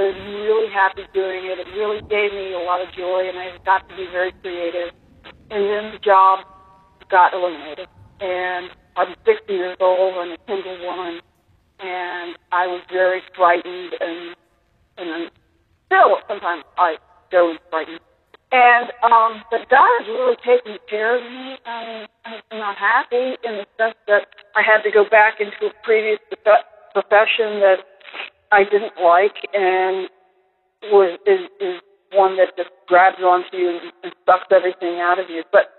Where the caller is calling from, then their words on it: Virginia, United States; I'm calling from Virginia.